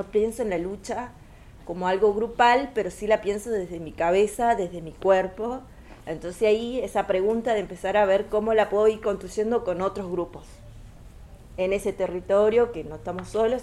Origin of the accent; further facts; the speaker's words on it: Tucumán, Argentina; porque yo vengo de Tucumán, que todo es verde, todo es árbol, todo otra naturaleza